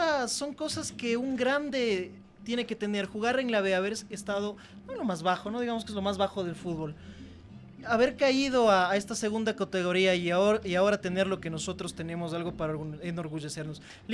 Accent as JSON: {"language": "Spanish", "town": "Guaranda", "region": "Bolívar", "country": "Ecuador", "tie": "born or raised there", "also_born_or_lived": "Ambato", "said": "cuando yo viví en Guaranda. Yo soy de Ambato, nací en la ciudad de Ambato, pero toda mi vida viví en Guaranda."}